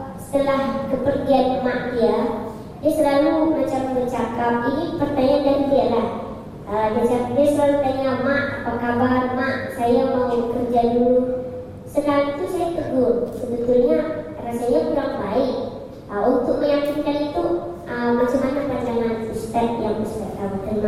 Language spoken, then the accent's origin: Indonesian; Aceh, Indonesia; Saya dari Aceh.